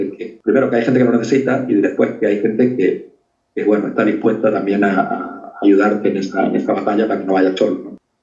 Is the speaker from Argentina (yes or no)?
no; Andalusia, Spain; mi niñez pues fue en Cortijo y en la Sierra de Filabre, en la que era una economía de subsistencia, es decir, prácticamente de autoconsumo.